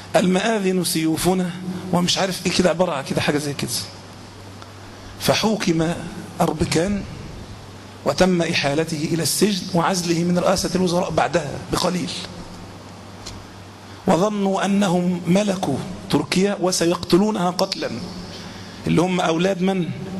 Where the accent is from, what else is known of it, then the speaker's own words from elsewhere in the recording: Egypt; مع أن عادة أغلب الناس حتى عندنا في مصر ما بيلبس طائية